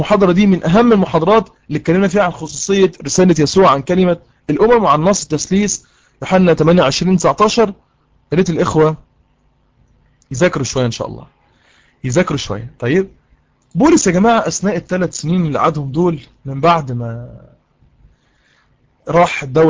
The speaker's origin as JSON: {"language": "Arabic", "country": "Egypt", "said": "احنا عندنا في مصر القاتل بيتعدم"}